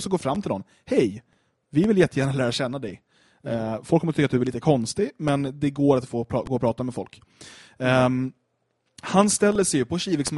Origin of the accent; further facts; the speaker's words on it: Skogås, Stockholm County, Sweden; Jag minns från när jag växte upp i Skogås